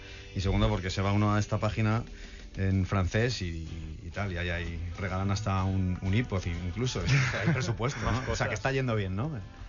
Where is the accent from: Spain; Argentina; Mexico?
Spain; Guadalajara, Castilla-La Mancha; yo soy de Guadalajara y suena exótico. Yo soy de Guadalajara y dicen, mira, un mexicano que ha venido. Digo, no, te equivoques.